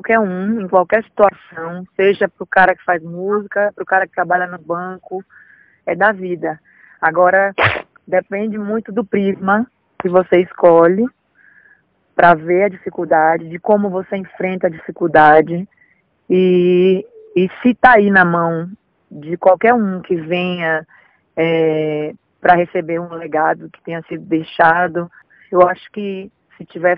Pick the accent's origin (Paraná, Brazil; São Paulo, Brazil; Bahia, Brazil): Bahia, Brazil; also born or lived in Rio de Janeiro; Eu nasci no Centro Histórico. Na verdade, fui com 5 dias de vida para a Bahia, só fiz nascer no Rio de Janeiro.